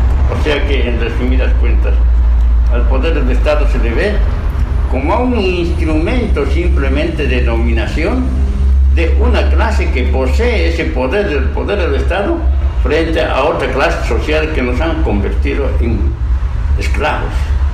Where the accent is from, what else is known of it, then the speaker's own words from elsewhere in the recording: Bolivia; las Fuerzas Armadas juegan un papel en mi país, en Bolivia